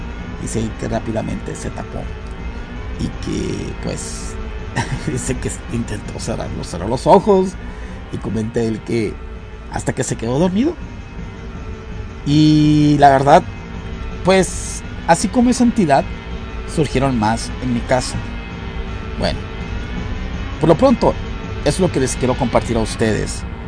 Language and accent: Spanish; Nuevo Laredo, Tamaulipas, Mexico; el río Bravo, que separa mi ciudad natal, que es Laredo, Texas, con la ciudad donde yo crecí, Nuevo Laredo, Tamaulipas, México.